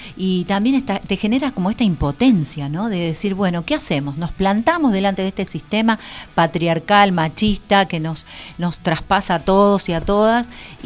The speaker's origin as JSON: {"language": "Spanish", "country": "Argentina", "said": "todo este tiempo difícil que nos toca como argentinos y argentinas contra el ajuste"}